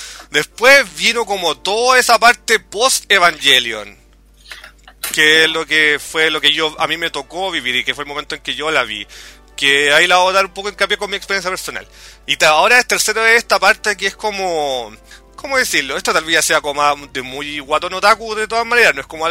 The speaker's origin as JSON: {"language": "Spanish", "country": "Chile", "said": "pero por lo menos como chileno, hubo un momento ahí como el año 97-98"}